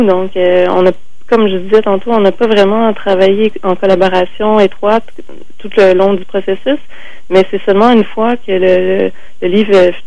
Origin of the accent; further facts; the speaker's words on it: Sept-Îles, Quebec, Canada; on a grandi à la même époque, donc on vient des régions, moi je viens de Sept-Îles, elle vient d'Amos, on a comme un peu le même background